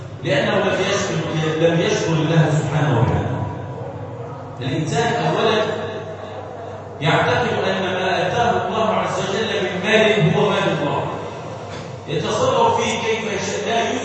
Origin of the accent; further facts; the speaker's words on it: Egypt; اللهم اجعل بلادنا مصر امنا امانا وسائر بلاد